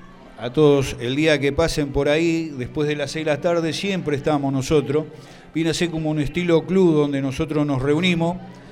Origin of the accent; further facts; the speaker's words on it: Boulogne, Buenos Aires Province, Argentina; Yo soy de acá de Boulogne, nacido, criado y salí de acá de Boulogne hacia Malvinas.